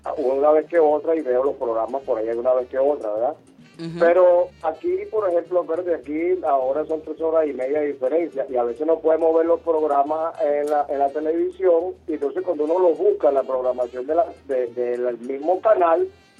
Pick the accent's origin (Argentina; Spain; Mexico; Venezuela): Venezuela; Caracas, Capital District; Claro, soy caraqueño.